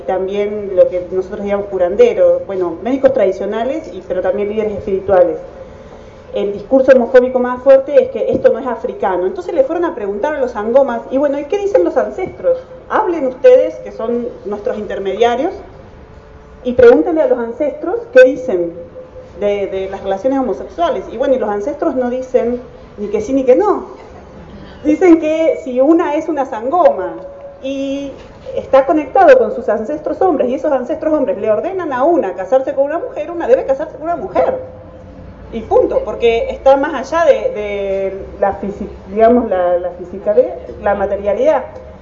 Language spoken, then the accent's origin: Spanish; La Plata, Buenos Aires Province, Argentina; soy de La Plata. Volví de Sudáfrica ahora en diciembre y estoy acá desde diciembre.